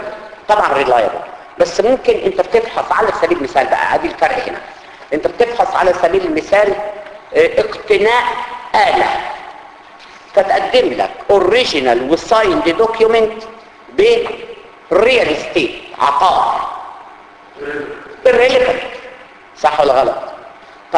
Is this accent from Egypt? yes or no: yes; Upper Egypt, Egypt; انا راجل صعيدي يعني جاي من الطينة عادي.